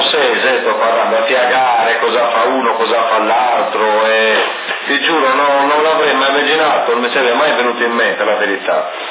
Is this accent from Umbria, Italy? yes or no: no; Ossi, Sardinia, Italy; Sì, sono di Ossi, tutto quello che vuoi